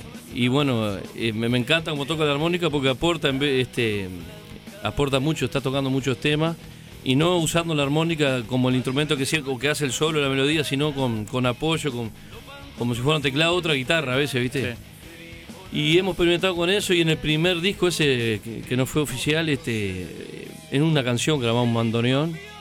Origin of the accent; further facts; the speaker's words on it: San José, Uruguay; now in Montevideo, Uruguay; un amigo allá de mi barrio, yo soy de San José, ahora vivo en Montevideo hace años.